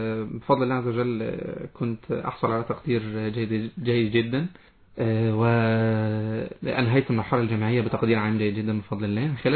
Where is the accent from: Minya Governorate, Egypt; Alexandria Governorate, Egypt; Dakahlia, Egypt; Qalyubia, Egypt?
Qalyubia, Egypt; Qanater; من القناة الخيرية، محافظة القليوبية.